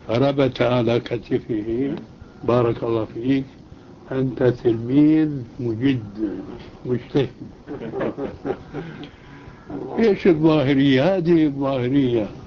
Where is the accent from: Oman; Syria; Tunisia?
Syria; وكما يقولون عندنا في الشام